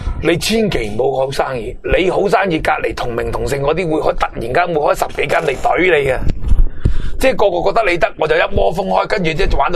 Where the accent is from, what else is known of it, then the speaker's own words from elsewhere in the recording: Hong Kong; 佢改变咗我哋香港人未来嘅消费模式，